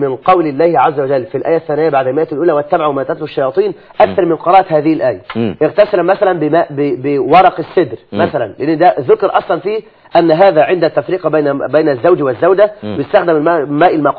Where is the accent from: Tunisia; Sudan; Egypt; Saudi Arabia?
Egypt; عندنا في مصر هذا ليس من اليسير.